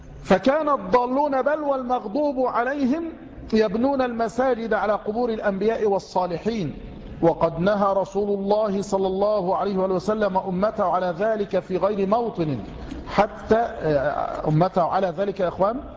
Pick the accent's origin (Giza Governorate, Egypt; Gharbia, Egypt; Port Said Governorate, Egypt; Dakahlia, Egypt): Gharbia, Egypt; Tanta; الذي عندنا في طنطا، وليس عندنا يعني عند جيراننا في طنطا،